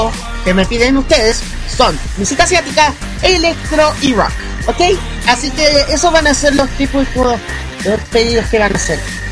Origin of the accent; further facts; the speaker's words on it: Chile; Así como buen chileno, ¿ya?